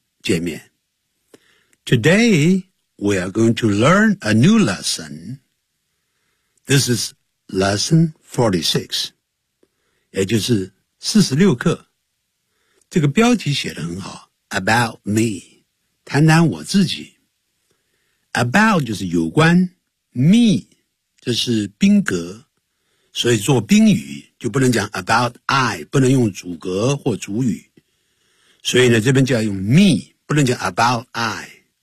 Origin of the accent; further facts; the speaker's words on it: Nanjing, Jiangsu, China; born there; But I was born in 南京。可是呢，我籍贯是南宁啊。可是我却是在南京出生的